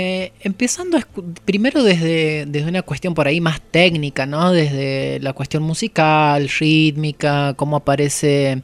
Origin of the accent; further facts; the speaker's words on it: San Luis, Argentina; moved away; yo me vine de la provincia de San Luis, ya bailando